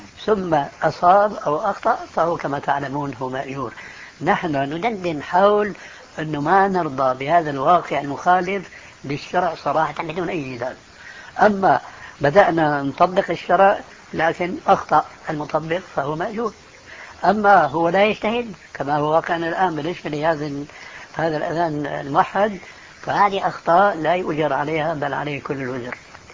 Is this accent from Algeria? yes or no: no; Syria; كما يقولون عندنا في الشام